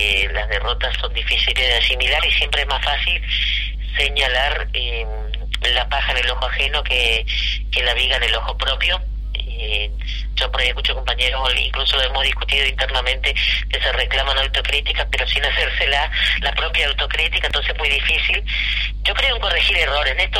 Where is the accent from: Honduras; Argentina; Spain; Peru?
Argentina; Corrientes; yo vengo de Corrientes, donde toda la vida gobernaron los conservadores, entonces tengo un perfil de oposición